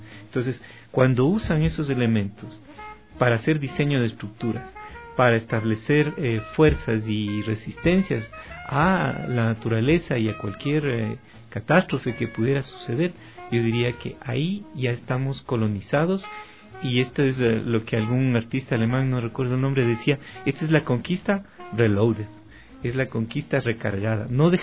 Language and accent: Spanish; Ecuador; somos andinos, pero andinos ecuatoriales, pocos, lo que ahora llamamos el Ecuador.